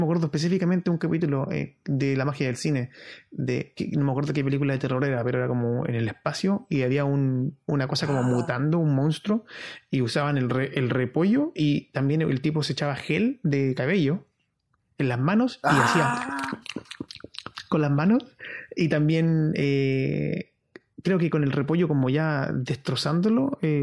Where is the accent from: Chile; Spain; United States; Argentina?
Chile; now in United Kingdom; Porque no soy ni inglés, no soy ciudadano británico yo. Soy un ciudadano chileno con permiso de residencia eternamente en el Reino Unido.